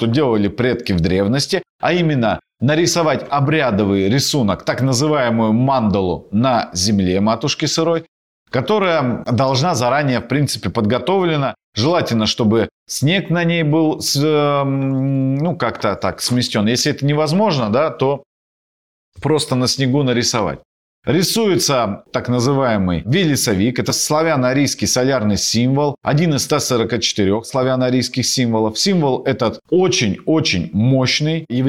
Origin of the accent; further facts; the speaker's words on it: Krasnoyarsk Krai, Russia; но в Сибири обычно проводят прославление в помещении, особенно на Таймыре, откуда я родом.